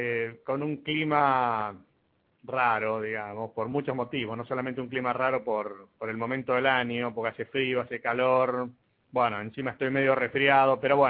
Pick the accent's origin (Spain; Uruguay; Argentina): Argentina; uno sobre cómo somos los argentinos, los dos somos como somos los argentinos